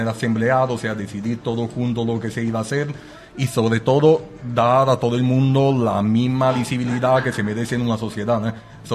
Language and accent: Spanish; Italy; now in Spain; yo siendo italiano intento estar al tanto de lo que pasa ahí también